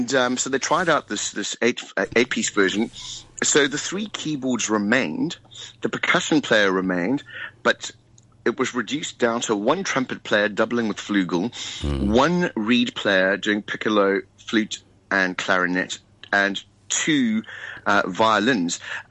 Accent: South Africa; And we would say we were from South Africa.

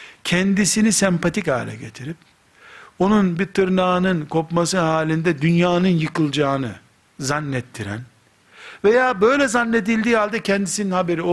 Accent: Black Sea Region, Turkey; Karadeniz çocuğu olduğumuzu da unutmayın. Yani böyle dedim diye her yerli değilim, Karadenizliyim.

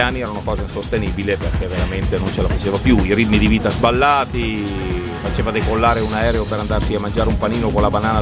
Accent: Curtatone, Lombardy, Italy; vengo da Mantova, da Buscoldo di Curtatone precisamente.

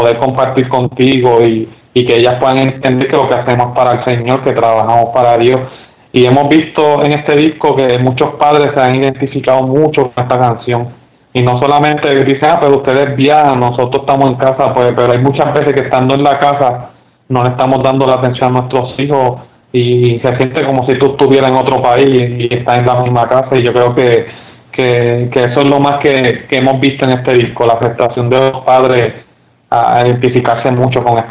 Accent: Puerto Rico; also born or lived in United States; yo me crié en Puerto Rico y en Estados Unidos, pues el joven se cría bien diferente

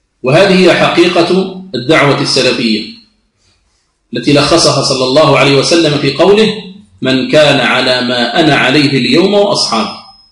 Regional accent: Algeria; يعد علما من أعلام بلادنا الجزائر

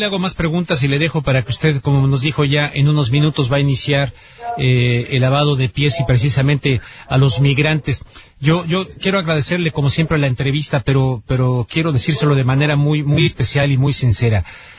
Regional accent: Mexico; Yo les ofrecí disculpas a ellos como mexicano

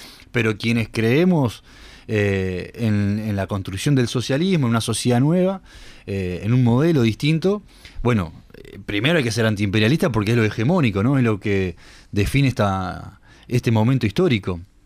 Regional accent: Uruguay; como uruguayos tenemos que estar muy atentos sobre esto

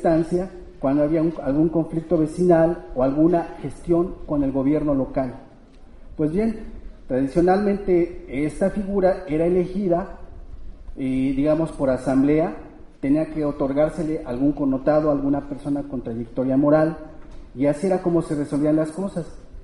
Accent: San Miguel Ajusco, Mexico City, Mexico; vengo de la comunidad de San Miguel y Santo Tomás Ajusco.

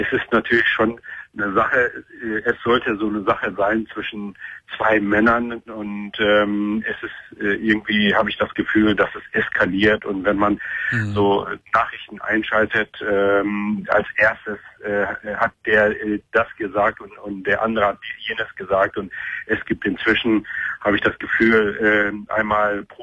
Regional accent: Turkey; now in Germany; ich komme aus der Gegend, wo das so ein bisschen im letzten Sommer eskaliert ist, gegenüber der Insel Lesbos. Da komme ich her

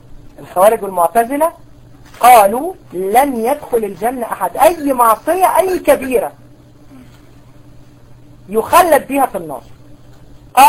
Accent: Egypt; على فكرة المذهب الأشعري عندنا في مصر

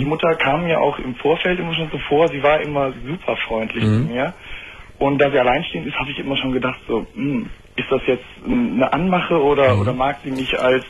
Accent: Düsseldorf, North Rhine-Westphalia, Germany; ich komme aus Düsseldorf und das ist ja eigentlich eine ziemliche Karnevalshochburg.

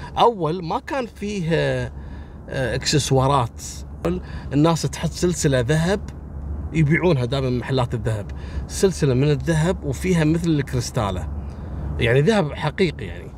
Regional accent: Kuwait; احنا عندنا في الكويت هني الله يرحمه شايب صار عليه بحث لمدة أيام

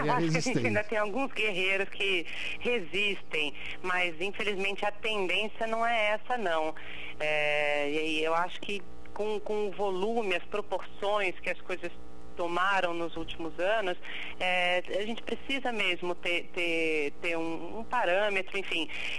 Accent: Rio de Janeiro, Brazil; eu passei o carnaval no Rio mesmo, afinal eu sou carioca, né? Então esse ano eu voltei para as minhas origens.

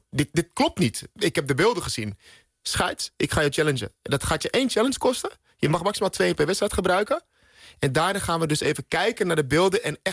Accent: Netherlands; Nou ja, wij hebben als Nederlanders toch best wel wat trauma's gehad

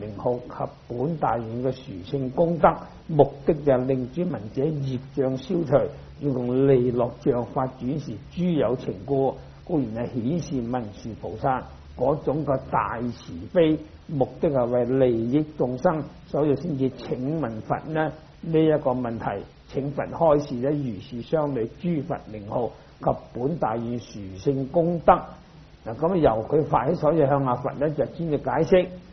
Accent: Guangdong, China; 我是廣東人，標準廣東話就讀室利

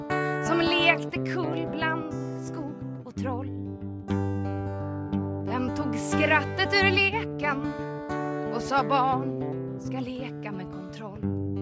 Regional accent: Stockholm County, Sweden; När jag växte upp, i Sverige i en skog utanför Stockholm

